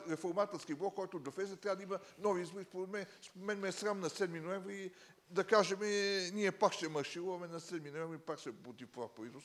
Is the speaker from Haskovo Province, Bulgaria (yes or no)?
no; Sofia, Sofia City, Bulgaria; съм от София, десен човек